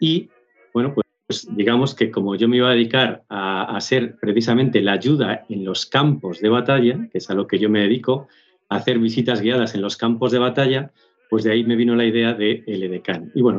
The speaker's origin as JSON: {"language": "Spanish", "region": "Castile and León", "country": "Spain", "said": "yo soy de Salamanca y bueno, pues mi pueblo está muy cerquita de los Arapiles, lo conozco bien, trabajo mucho allí."}